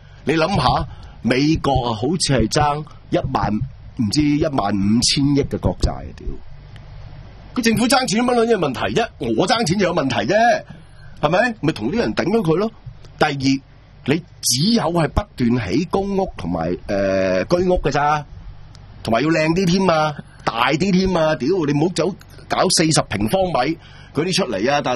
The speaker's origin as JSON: {"language": "Cantonese", "country": "Hong Kong", "said": "即係冇我哋香港人咁多創意啊，同埋咁反叛嘅"}